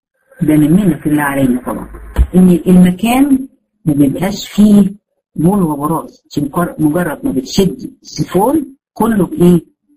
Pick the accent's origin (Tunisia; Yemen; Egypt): Egypt; احنا حتى عندنا في مصر بيعتقدوا الكلام ده